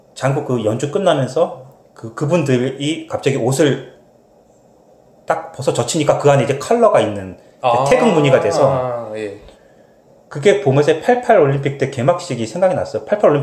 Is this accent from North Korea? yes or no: no; South Korea; 저도 아무래도 한국 사람이다